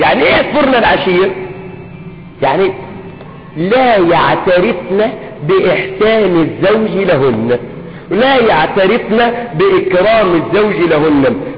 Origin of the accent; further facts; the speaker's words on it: Egypt; خصوصا في عرفنا نحن كمصريين أن تخدمه.